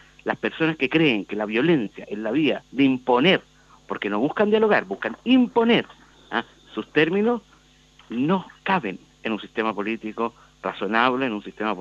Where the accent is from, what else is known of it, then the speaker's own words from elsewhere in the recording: Chile; no lo podemos tolerar como chilenos